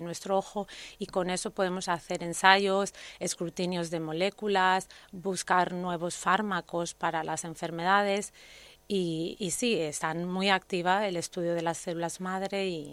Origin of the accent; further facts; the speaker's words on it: Spain; nosotros como españoles estamos muy, muy bien valorados fuera cuando vamos al extranjero